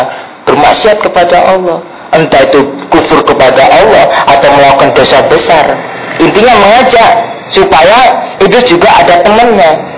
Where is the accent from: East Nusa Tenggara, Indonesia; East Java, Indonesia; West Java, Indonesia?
East Java, Indonesia; Surabaya; Ya, kalau saya aslinya Surabaya, kalau di Surabaya itu ada namanya Kampung Bali, itu khusus.